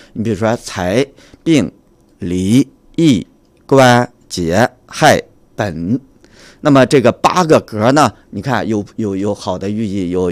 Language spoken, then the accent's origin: Chinese; Hengshui, Hebei, China; now in Beijing, China; 我的老家是河北省衡水市。